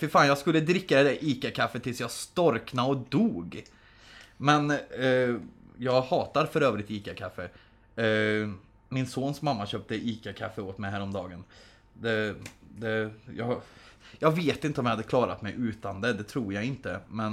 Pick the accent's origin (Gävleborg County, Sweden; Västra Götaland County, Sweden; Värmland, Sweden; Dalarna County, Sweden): Värmland, Sweden; also born or lived in Södertälje; Jag hade en styvfarsa som var från Stockholm. Och jag bodde själv i Södertälje som liten, så det är väl därför jag inte har den. Men jag är från Värmland från början.